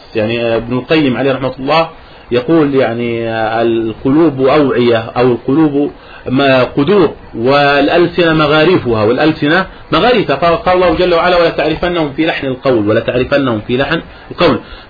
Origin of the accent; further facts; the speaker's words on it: Jordan; أن أول اعتصام خرج عندنا في الأردن